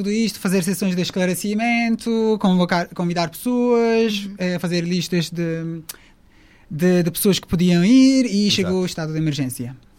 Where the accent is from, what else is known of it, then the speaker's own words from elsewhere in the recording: Turkey; Portuguese is a second language; moved away as an adult; now in Portugal; Sim, eu sou da Turquia, vivo aqui há 6 anos.